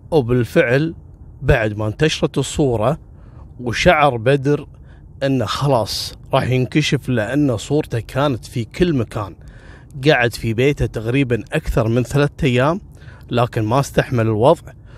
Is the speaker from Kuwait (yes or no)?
yes; Kuwait; فيستغل قضية البدون عندنا في الكويت إنه ما عندهم إثباتات